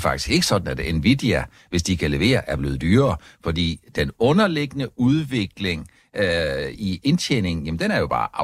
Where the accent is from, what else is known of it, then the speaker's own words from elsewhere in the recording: Region of Southern Denmark, Denmark; hvis man tager til Fyn, hvor jeg kommer fra